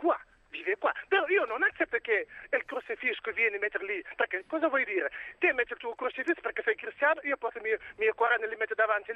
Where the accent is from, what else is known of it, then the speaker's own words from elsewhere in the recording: Senegal; Italian is a second language; now in Italy; Io sono di Senegal, io sono di origine senegalese, però sono musulmano, praticante anche.